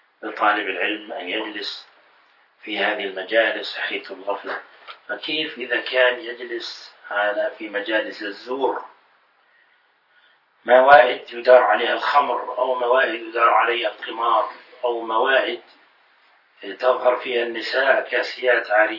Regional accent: Jordan; ولما علمت أني من الأردن

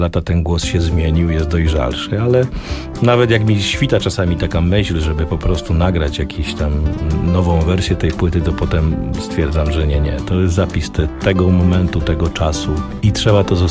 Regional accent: Olkusz, Lesser Poland, Poland; born there; ja urodziłem się w Olkuszu. Olkusz to jest miasto położone, no dzisiaj należy do Małopolski

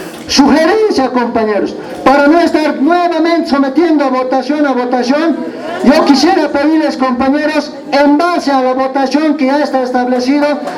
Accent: Achocalla, La Paz, Bolivia; A Achucaya somos 3 cantones y 4 distritos, compañeros. Todos somos de Achucaya, compañeros.

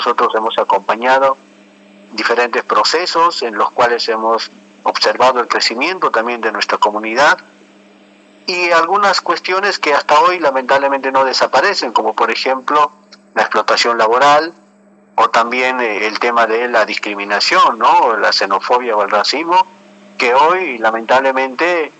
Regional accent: Bolivia; transmitir nuestra cultura en realidad, porque nosotros también somos bolivianos

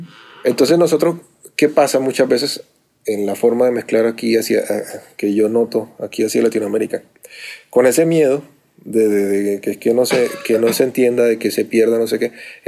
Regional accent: Cartagena, Bolívar, Colombia; Yo soy de Cartagena, en Colombia, y normalmente hablamos rápido y hablamos distinto a la gente del interior del país.

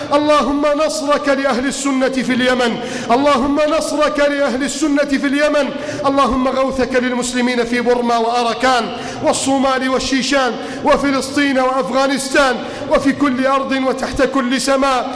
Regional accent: Egypt

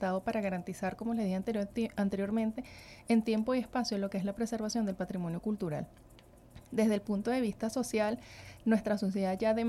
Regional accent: Venezuela; cómo como venezolanos vamos realmente a defender nuestro país

